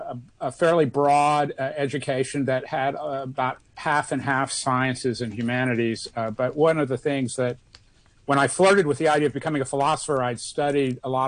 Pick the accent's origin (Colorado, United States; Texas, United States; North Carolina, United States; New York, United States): Texas, United States; Austin; I discovered that there were all these bulletin board systems in my hometown, Austin, Texas.